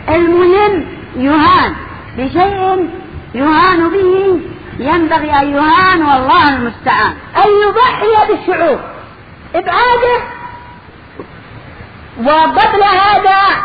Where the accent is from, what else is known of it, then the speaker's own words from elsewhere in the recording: Yemen; موجود عندنا باليمن. ماذا اقول لك، ماذا اقول لهم وانا في مصر